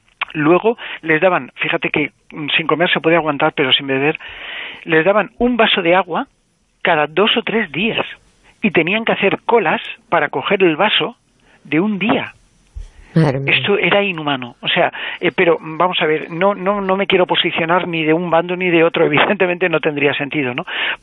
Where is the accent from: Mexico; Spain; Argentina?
Spain; Alicante, Valencian Community; que yo soy de Alicante y mi familia, por parte de padre, viene de esa ciudad, de Albatera.